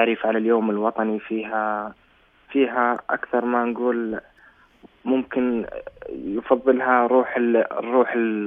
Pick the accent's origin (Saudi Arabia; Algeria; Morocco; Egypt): Saudi Arabia; now in South Korea; لما تقول أنا مبتعث من أنا طالب من المملكة العربية السعودية